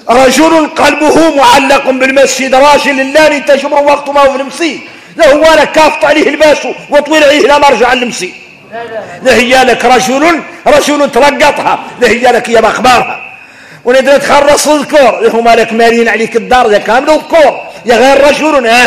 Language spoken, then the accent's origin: Arabic; Mauritania; واحنا موريتاني